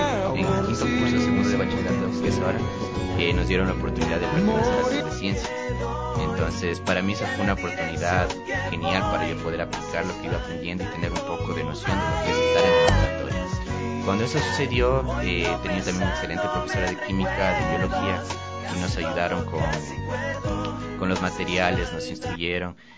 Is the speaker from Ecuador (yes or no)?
yes; Quito, Pichincha, Ecuador; yo nací en Quito el 29 de noviembre. Siempre he vivido en Quito.